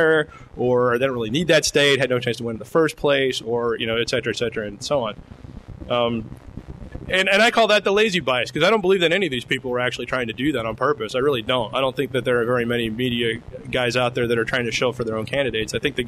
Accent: Lexington, Kentucky, United States; the Lexington Herald Leader, which is my hometown newspaper

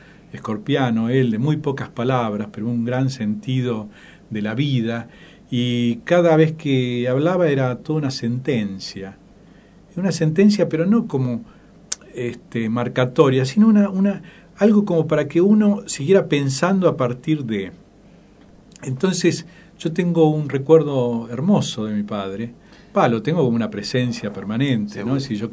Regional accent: Buenos Aires, Argentina; also born or lived in Alto Verde; yo nací en Alto Verde también, y a los 7-8 años me llevaron de vuelta a Buenos Aires. Y ahí ya me quedé, me formé en Buenos Aires.

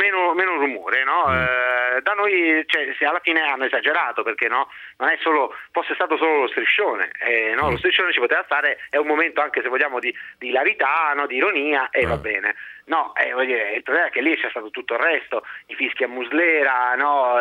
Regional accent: Rome, Lazio, Italy; io sono di Roma

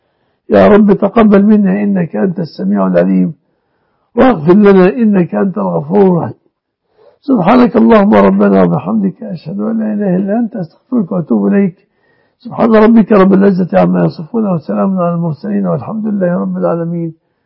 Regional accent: Egypt; اللهم احفظ بلادنا مصر وسائر بلاد المسلمين آمنة مطمئنة يا رب العالمين.

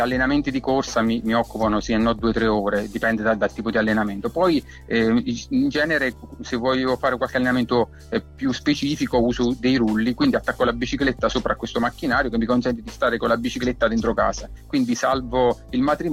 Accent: L'Aquila, Abruzzo, Italy; now in Ortona, Italy; Sono aquilano, ma sto a Ortona da tanti anni.

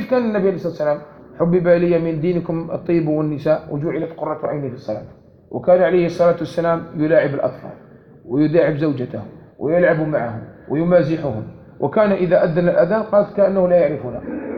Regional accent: Algeria; كما كان معروف عندنا في الجزائر قديما

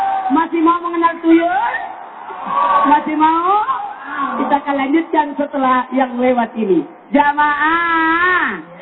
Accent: Sulawesi, Indonesia; sama-sama dari Sulawesi, asal Sabi.

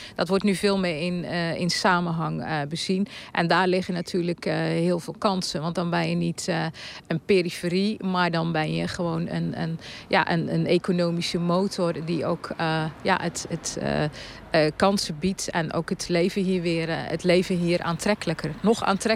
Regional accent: Zeeland, Netherlands; want wij zijn heel erg gewoon natuurlijk als Zeeuws-Vlamingen om te leven met de Belgen.

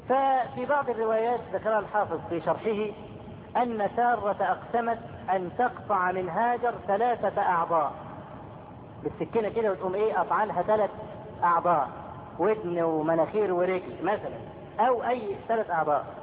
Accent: Egypt; وإحنا كمصريين أسد

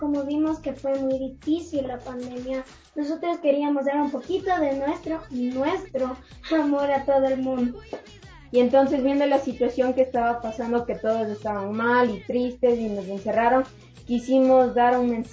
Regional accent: United States; yo tengo 9, yo soy estadounidense. Y tengo las raíces muy fuertes del Ecuador.

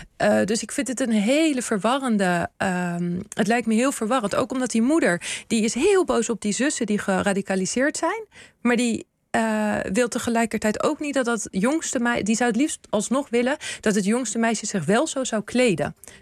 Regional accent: Netherlands; ik heb natuurlijk Tunesische roots, maar ik ben hier opgegroeid in Nederland.

